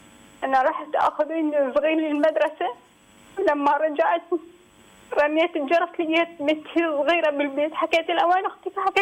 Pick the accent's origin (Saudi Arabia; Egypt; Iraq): Iraq; now in Istanbul, Turkey; انا من العراق دكتوره